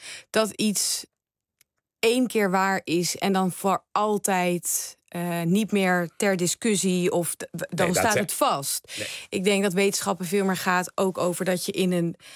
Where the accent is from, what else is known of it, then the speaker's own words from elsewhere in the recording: Apeldoorn, Gelderland, Netherlands; Apeldoorn.